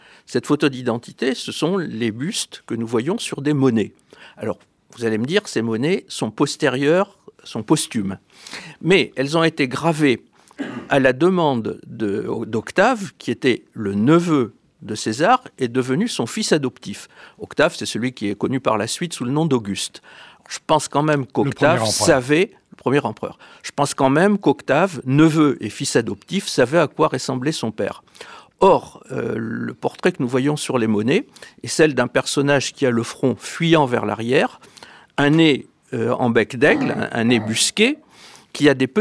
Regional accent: France; vous savez, nous sommes Français.

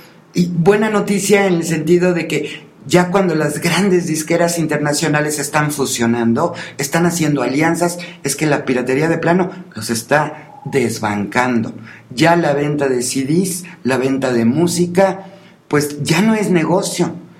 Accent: Mexico; nuestra obligación como mexicanos es trabajar el doble

